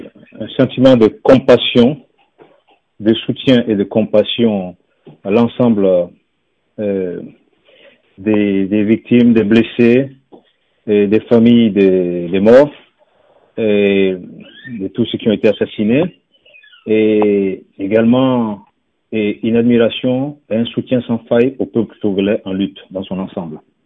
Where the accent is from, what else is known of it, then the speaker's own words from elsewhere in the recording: Burkina Faso; C'est tout ce qu'on a connu au Burkina Faso. En tant que Burkinabé, ce que nous avons connu, c'était cela.